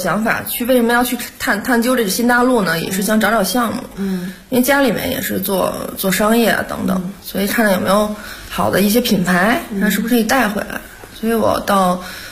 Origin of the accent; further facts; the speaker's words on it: Beijing, China; 我是在就是北京出生长大的，工作也是在北边北辰，北辰集团，在北边工作了4年